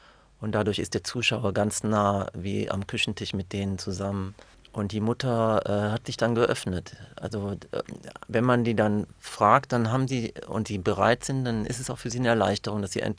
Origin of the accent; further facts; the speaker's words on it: Germany; Als Deutscher, als Jude, also dass ich da in diesem Konflikt war.